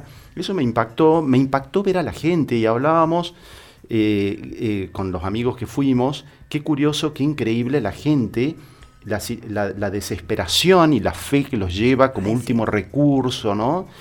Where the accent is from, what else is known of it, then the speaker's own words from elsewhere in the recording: Tucumán, Argentina; Mejor es la tucumana, yo soy tucumano.